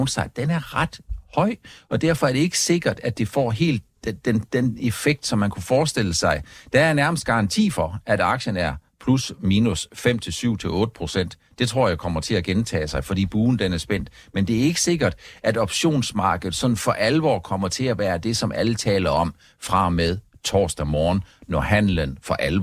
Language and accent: Danish; Region of Southern Denmark, Denmark; hvis man tager til Fyn, hvor jeg kommer fra